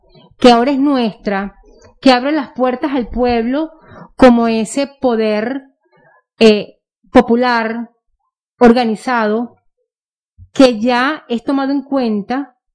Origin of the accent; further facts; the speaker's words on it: Venezuela; nuestra corresponsabilidad como ciudadano venezolano